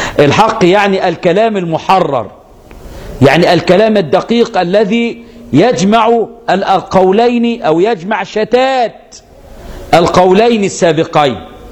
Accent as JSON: {"language": "Arabic", "country": "Egypt", "said": "فانا مصري وماليزي"}